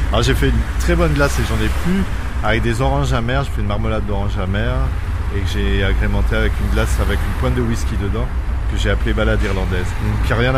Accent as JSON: {"language": "French", "town": "Paris", "region": "Île-de-France", "country": "France", "moved": "as an adult", "said": "Moi, je suis parisien."}